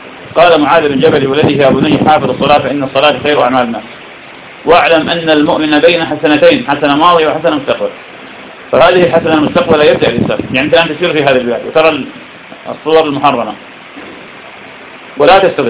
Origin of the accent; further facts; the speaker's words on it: Iraq; يعني في بلدنا العراق الناس بفضل الله تعالى تبدو في هذا وغيره